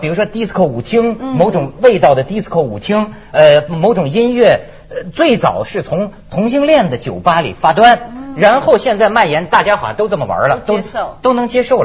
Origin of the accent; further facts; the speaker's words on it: northern China, China; 我觉得北方人，我你看我是北方人，跟广东人有不同